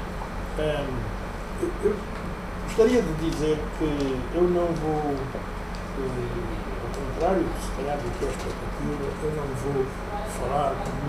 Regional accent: Cuanza Sul, Angola; born there; Nasci no Cão do Sul, sou agrónomo

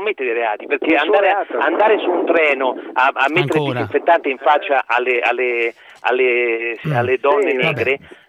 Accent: Rome, Lazio, Italy; now in Brescia, Italy; chiamo dalla provincia di Brescia, però sono romano.

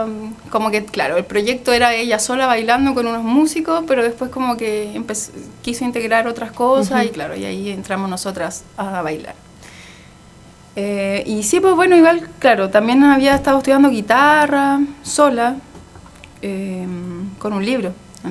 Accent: Rancagua, O'Higgins, Chile; moved away as an adult; also born or lived in Temuco / Valparaíso; Y después volví a Rancagua. Y ahora tengo una vida como media dividida porque vivo en Santiago y Rancagua.

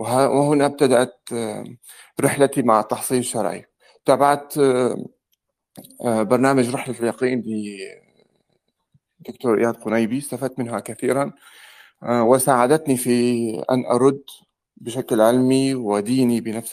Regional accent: Syria; moved away as an adult; now in France; أنا سوري عايش في فرنسا منذ 14 سنة. أتيت هنا في عام 2008 من أجل تحصيل الدكتوراه،

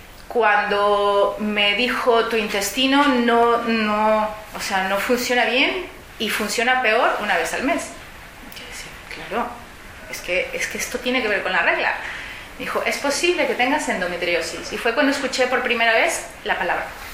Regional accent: Mexico; yo soy mexicana y ahí existen las pastillas sin cólico

